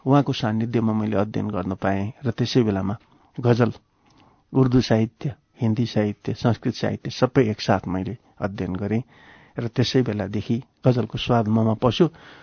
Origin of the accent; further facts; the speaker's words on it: Dharan, Koshi Province, Nepal; also born or lived in Varanasi; now in Kathmandu, Nepal; 15 सालमा म धरानमा जन्मेँ, मेरो बाल्यकाल त्यहीँ बित्यो, मैले एसएलसीसम्म त्यहीँ पढेँ, प्लस टू पनि त्यहीँ पढेँ, अहिलेको भाषामा प्लस टू, त्यतिखेर संस्कृत मैले पढेँ उत्तर मध्यमा त्यहीँ। त्यसपछि म बनारस गएँ, शास्त्री आचार्य संस्कृतमा मैले त्यहीँ अध्ययन गरेँ।